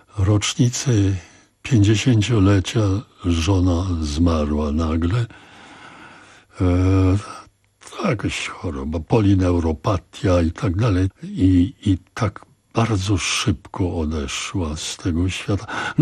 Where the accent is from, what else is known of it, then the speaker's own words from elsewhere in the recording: Silesian Voivodeship, Poland; że ja pochodzę ze Śląska